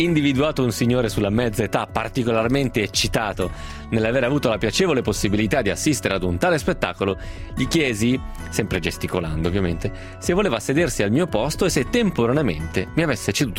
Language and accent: Italian; Vicenza, Veneto, Italy; Immediatamente alzai la testa, dato che riconobbi il dialetto che si parla dalle mie parti, cioè Vicenza